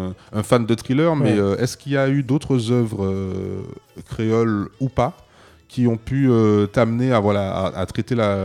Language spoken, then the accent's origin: French; Martinique; Alors moi, je suis martiniquais